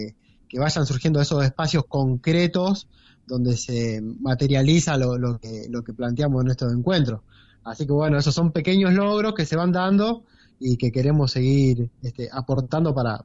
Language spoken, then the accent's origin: Spanish; Cosquín, Córdoba, Argentina; Como yo soy de acá de Cosquín.